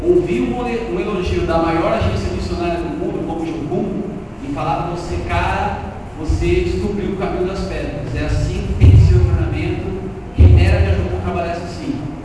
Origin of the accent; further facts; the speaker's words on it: São Paulo, Brazil; Eu sou paulista, sou paulistano, sou casado com uma carioca